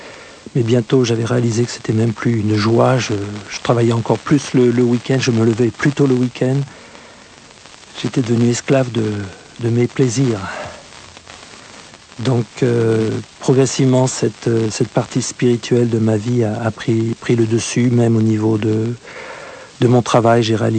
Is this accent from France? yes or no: yes; France; J'ai grandi en France jusqu'à l'âge de 28 ans, j'ai vécu ici. J'étais élevé dans un milieu catholique non pratiquant